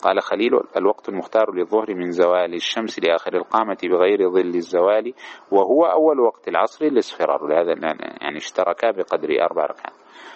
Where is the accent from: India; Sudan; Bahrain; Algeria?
Algeria; عندنا في الجنوب الجزائري لا يتحقق دخول الوقت إلا بعد الساعة 12:30 بتوقيت غرينتش